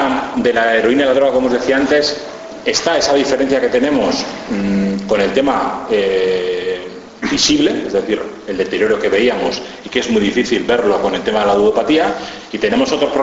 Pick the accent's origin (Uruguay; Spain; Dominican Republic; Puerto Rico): Spain; Basque Country; yo que vengo de Ezkerraldea y Meatzaldea, que tenemos un 15 o un 18% de paro